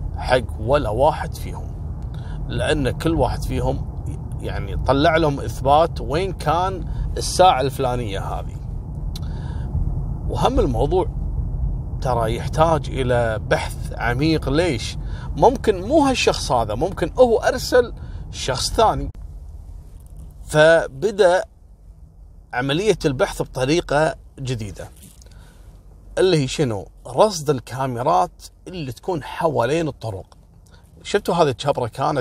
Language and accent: Arabic; Kuwait; لأن هذا الموضوع وصل لأعلى مستويات عندنا في الكويت